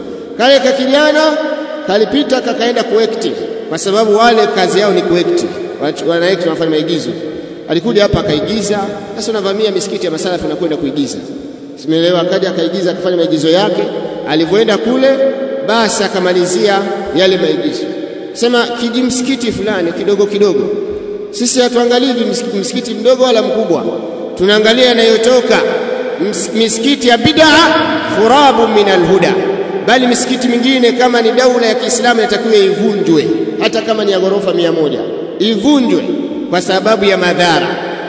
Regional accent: Mwanza, Tanzania; sisi ndugu zenu katika mji wa Mwanza, sababu mimi natokea Mwanza

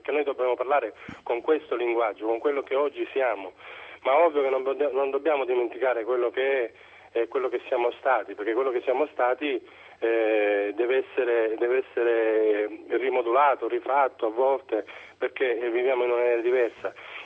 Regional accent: Sicily, Italy; born there; Sì, ma la terra è quella da dove sono nato.

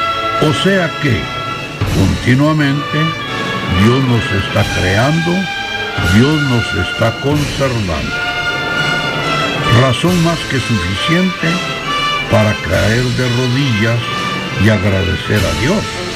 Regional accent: Guatemala; Somos católicos y somos guatemaltecos.

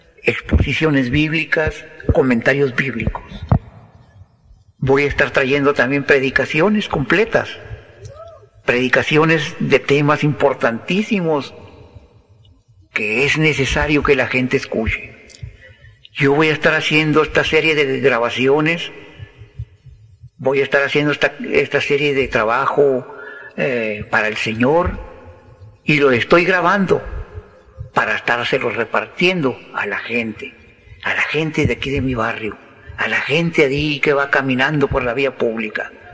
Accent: Villa Ahumada, Chihuahua, Mexico; Yo anhelo ver a mi pueblo Villahumada salvado

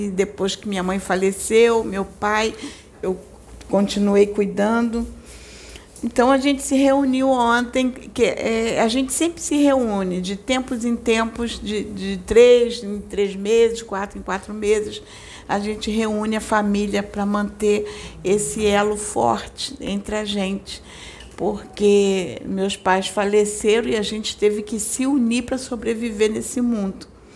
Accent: Campo Grande, Brazil; Então eu fui para a casa dos meus irmãos lá em Campo Grande, porque a maior parte mora lá em Campo Grande, onde eu fui criada.

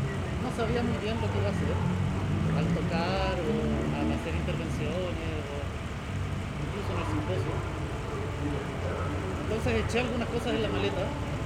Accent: Chile; Este es un juguete que venden en mi país, en Chile.

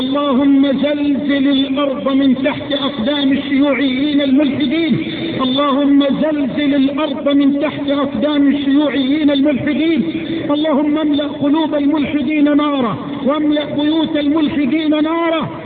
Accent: Egypt; اللهم اجعل بلدنا مصر واحة للأمن والأمان

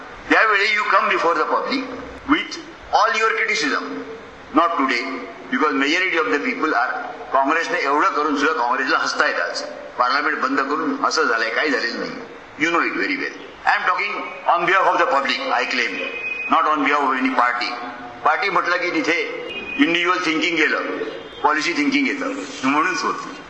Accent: Maharashtra, India; आमच्या कोकणात लोक फक्त डाळ आणि भात बस

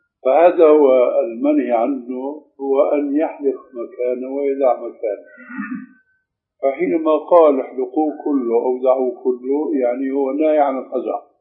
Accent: Syria; أشبه شيء فيما يبدو لي بالحلاقة الإنجليزية هذا تعرف عندنا في سوريا.

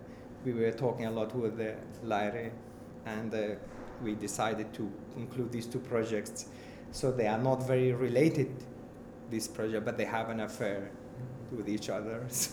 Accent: Iraq; English is a second language; I'm from Iraq, I must teach him Iraqi music or Kurdish music or Arab.

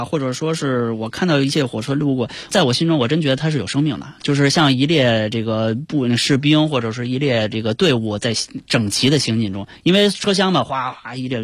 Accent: Chaoyang, Beijing, China; 因为我从小在朝阳区长大，朝阳群众，朝阳群众。

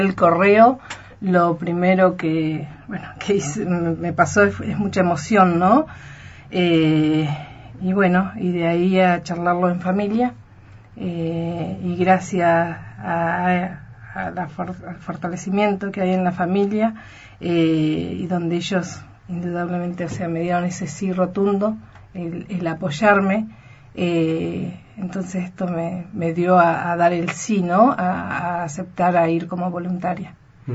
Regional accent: Río Negro, Argentina; No sabría decirte cuántos somos los argentinos, pero también hay un gran número. Rionegrinas, sí, somos dos.

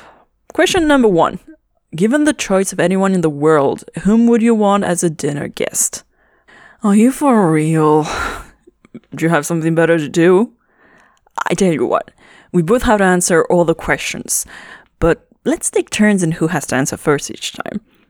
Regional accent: Toronto, Ontario, Canada; I know we're from Toronto, but it happens.

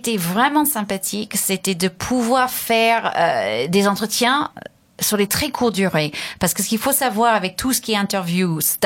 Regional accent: United States; French is a second language; now in France; comme je venais des États-Unis, qui est un pays énorme, je trouvais en France, ça me semblait... Il n'y avait pas de pression parce que ça me semblait abordable.

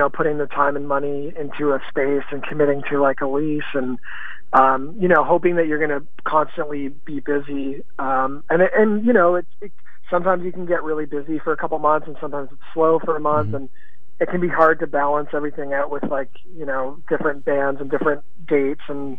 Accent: St. Catharines, Ontario, Canada; now in Toronto, Canada; in my hometown, St. Catharines

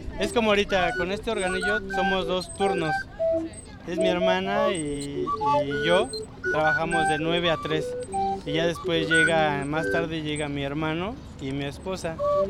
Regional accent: Ecatepec, State of Mexico, Mexico; born there; Yo soy de aquí de Catepec, ahora sí, okay. Nacido aquí.

